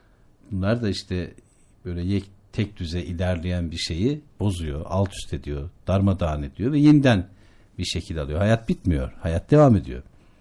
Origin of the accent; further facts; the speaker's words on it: Şavşat, Artvin, Turkey; Ben Şavşatlıyım, Artvin Şavşatlıyım. Artvin Şavşat, Karaağaç Köyü.